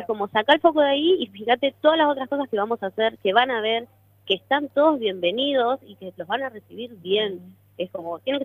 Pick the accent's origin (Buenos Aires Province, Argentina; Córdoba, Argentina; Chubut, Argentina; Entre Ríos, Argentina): Chubut, Argentina; Trelew; Ver Trelew, mi pueblo donde nací, me crié y estoy acá